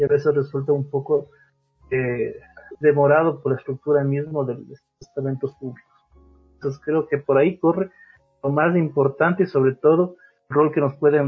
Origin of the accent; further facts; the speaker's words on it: Ecuador; Cuando deberíamos tener como ciudadanos, como ecuatorianos, una imagen pública de alguien que nos transmita cifras en las cuales podamos confiar